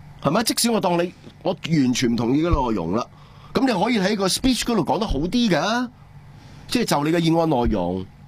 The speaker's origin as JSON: {"language": "Cantonese", "country": "Hong Kong", "said": "我哋香港人"}